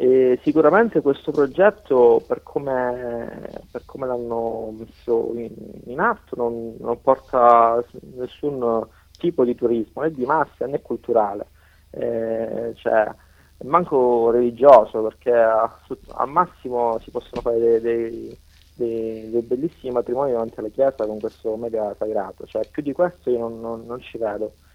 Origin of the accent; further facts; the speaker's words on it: Crotone, Calabria, Italy; la maggior parte di noi non è gente del posto, cioè non è gente di Capocronna, siamo di Crotone, però Capocronna è fuori Crotone.